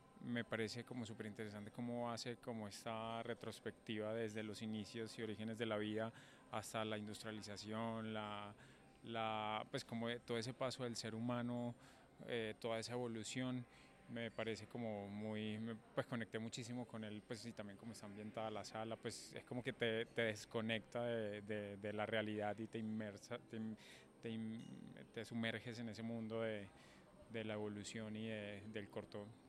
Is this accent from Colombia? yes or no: yes; Medellín, Antioquia, Colombia; No, somos de acá de Medellín.